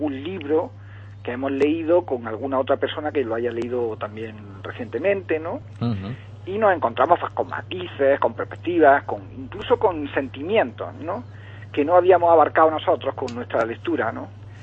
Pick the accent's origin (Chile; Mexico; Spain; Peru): Spain; El Ejido, Andalusia; Hoy venía primero a dar una noticia local de mi pueblo de Ejido.